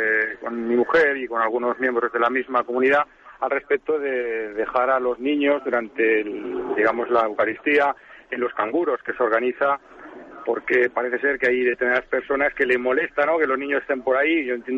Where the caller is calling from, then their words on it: Zaragoza, Aragon, Spain; de Zaragoza. Mire, yo pertenezco a comunidades neocatecumenales